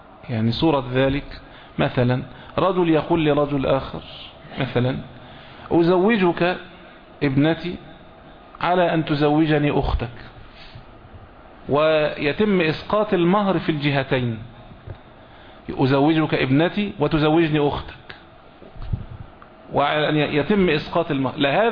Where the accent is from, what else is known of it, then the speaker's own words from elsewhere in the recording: Egypt; اللي هو احنا بنقولها بالتعبير العام عندنا في مصر هنا، اللي اوله شرط اخر نص